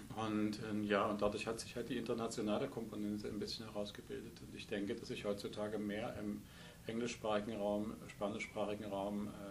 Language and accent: German; Germany; ich komme auch aus dem Osten. Das heißt, meine Vergangenheit ist in der DDR. Ich bin in der DDR sozialisiert sozusagen in meiner ersten Kindheit und Jugend.